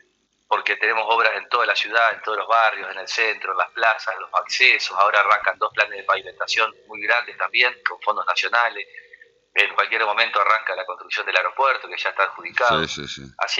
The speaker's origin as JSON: {"language": "Spanish", "town": "Concordia", "region": "Entre Ríos", "country": "Argentina", "said": "tengo el apoyo popular y el apoyo de mi pueblo en Concordia"}